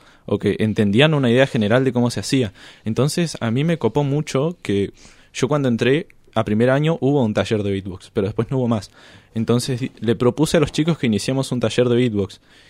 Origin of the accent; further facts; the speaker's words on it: Chile; born there; Yo nací en Chile y cuando cumplí 4 años tuve mucha fiebre